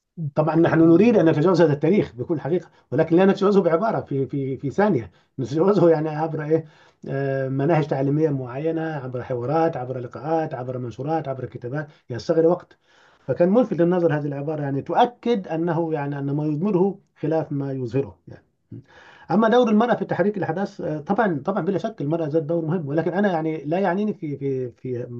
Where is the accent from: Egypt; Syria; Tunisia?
Egypt; Upper Egypt; موجود عندنا في الصعيد حتى الآن